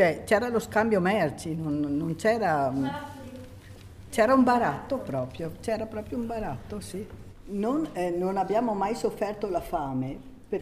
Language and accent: Italian; Ceniga, Trentino-Alto Adige, Italy; now in Dro, Italy; sono da Ceniga nativa, però abito qui a Dro.